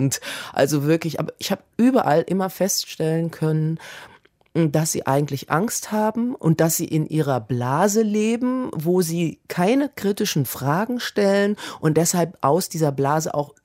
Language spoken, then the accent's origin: German; Kassel, Hesse, Germany; meine Antwort war, ich komme aus Kassel.